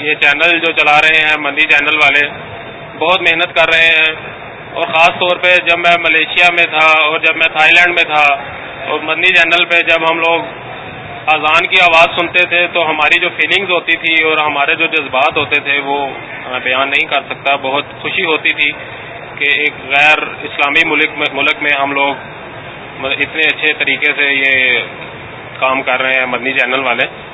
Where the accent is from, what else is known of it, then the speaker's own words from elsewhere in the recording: Gujranwala, Punjab, Pakistan; میں گوجرانوالا سے ہوں.